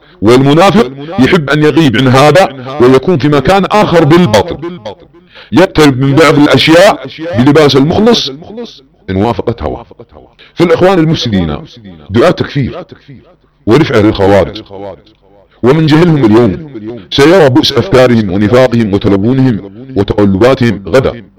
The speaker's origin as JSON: {"language": "Arabic", "country": "Saudi Arabia", "said": "سنقطع هلوستهم التي تدور على أبناء وطني في المملكة العربية السعودية وتدور على بلادنا السعودية"}